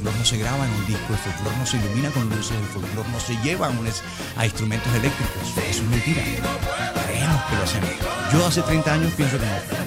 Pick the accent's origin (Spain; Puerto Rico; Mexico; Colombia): Colombia; Caribbean Region; accent: costeño; now in Bogotá, Colombia; yo llevo 51 años viviendo en Bogotá y hablo como costeño.